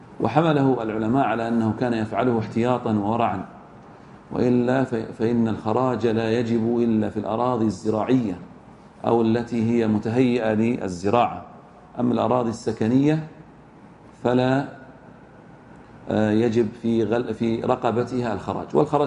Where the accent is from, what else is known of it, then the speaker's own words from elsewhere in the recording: Egypt; وحددها العلماء عندنا بمصر والشام والعراق